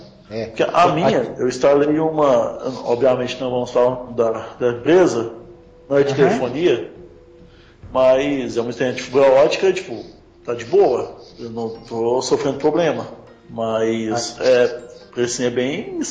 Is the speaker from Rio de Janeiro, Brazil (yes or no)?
no; Minas Gerais, Brazil; Eu não sou gaúcho, eu sou mineiro.